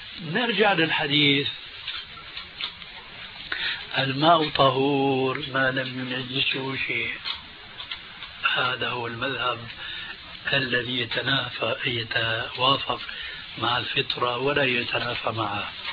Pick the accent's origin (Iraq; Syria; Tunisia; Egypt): Syria; والله يمكن فقيه مثل كان عندنا في الشام